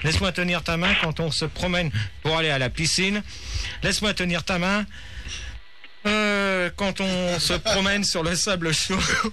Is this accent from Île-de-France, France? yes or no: yes; Paris, Île-de-France, France; non, je suis parisien.